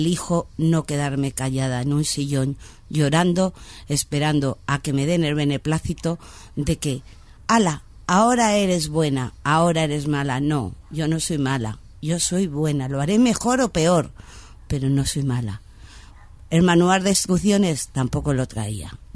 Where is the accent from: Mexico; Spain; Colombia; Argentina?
Spain; Madrid, Community of Madrid; Y mi barrio, yo soy de Orcasitas, y en mi barrio hay una calle donde los barrenderos entran con escortas.